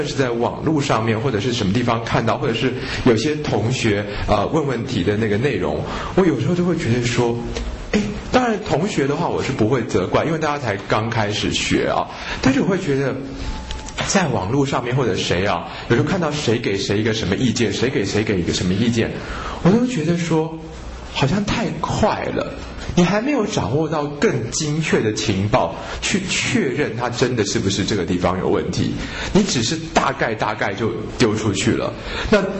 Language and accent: Chinese; Taiwan; 我们台湾人其实有很多事情不太认真哦